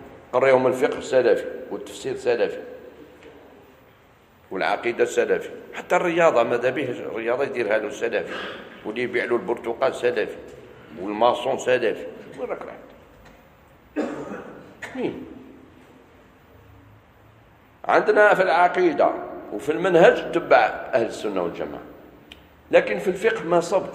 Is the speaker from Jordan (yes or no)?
no; Algeria; ماشي غير عندنا في الجزائر، في كثير من البلدان